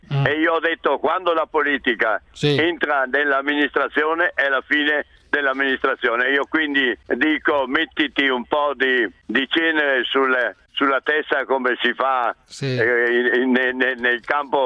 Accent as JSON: {"language": "Italian", "region": "Veneto", "country": "Italy", "said": "adesso io ti parlo da Veneto"}